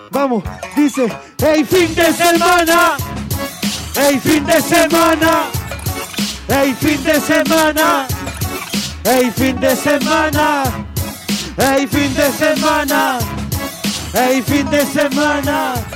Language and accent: Spanish; Chile; ¡Ey, Chile! Porque somos chilenos, hermano